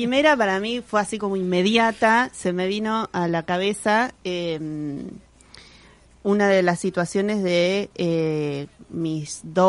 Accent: San Isidro, Buenos Aires Province, Argentina; si bien nací en Parque Patricios, me crié casi toda mi vida en San Isidro, lugar que odié toda mi vida.

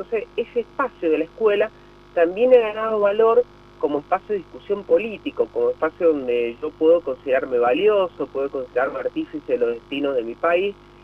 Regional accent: San Juan, Argentina; responsables de lo que nos pasa como sanjuaninos, como argentinos.

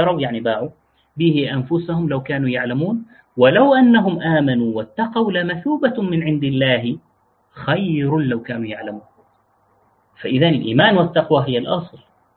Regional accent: Deir ez-Zor, Deir ez-Zor Governorate, Syria; moved away; also born or lived in Jordan / Damascus; أنا من دير الزور على سبيل المثال، وعشت فترات طويلة من عمري خارج مدينتي، فإذا سمعت مني كلاما لا تقل أهل الدير يقولون كذا. ليش؟ لأن لهجتي هذه لغتي اختلطت بلغات أخرى

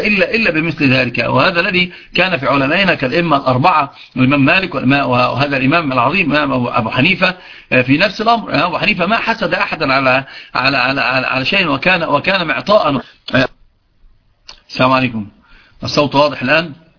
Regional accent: Upper Egypt, Egypt; عندنا في الصعيد يعرفون من

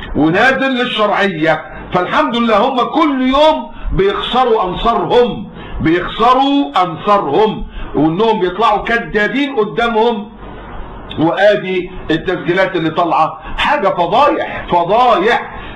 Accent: Egypt; لا، في ناس عندنا في مصر ناس مجرمون

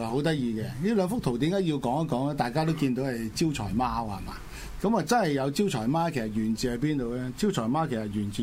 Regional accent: Guangdong, China; 即係我哋廣東人啊，即係大家利是啦，係咪？

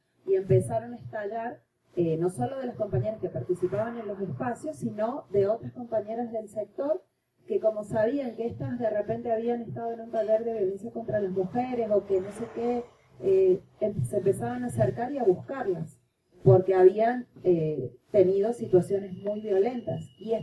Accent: Argentina; now in Venezuela; Yo soy argentina, pero vivo en Venezuela

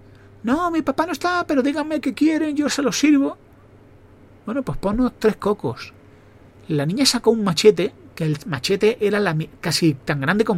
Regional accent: Mexico; moved away; Sueño con volver a México, ¿no? Nosotros nos fuimos de México cuando empezó un problema de inseguridad. Y tuvimos que ir por un tema de seguridad.

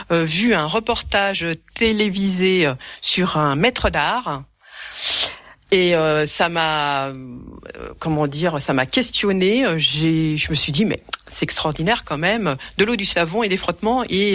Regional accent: Île-de-France, France; moi, je viens pas des Vosges, je viens de la région parisienne

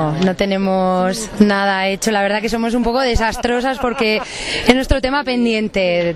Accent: Burlada, Navarre, Spain; coincidimos porque somos del mismo pueblo, que somos de Burlada, y ha sido más fácil.

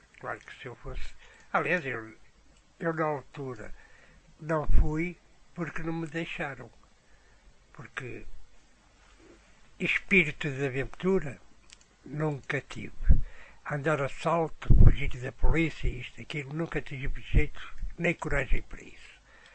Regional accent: Porto, Portugal; moved away as an adult; now in Lisbon, Portugal; Eu era do Porto e aos 20 anos emigrei para Lisboa.

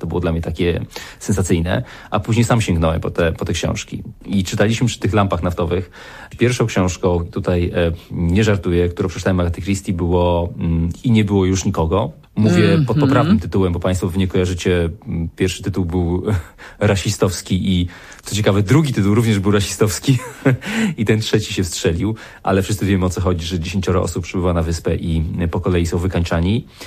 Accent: Beskid Niski, Poland; ja się wychowałem w dużej mierze częściowo w Beskidzie Niskim, daleko od ludzkich siedzib w domu, w którym nie było prądu. Spędziłem tam 7 lat dzieciństwa.

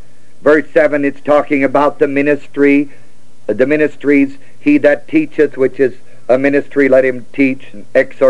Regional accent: United States; I'm still an American.

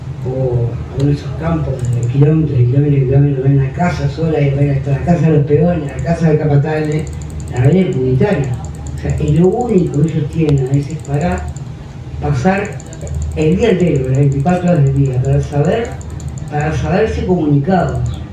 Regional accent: Montevideo, Uruguay; born there; en mi caso nací en Montevideo, pero toda mi familia de Mero, pero todos mis primos terminaron de estudiar en Montevideo, conviví con ellos

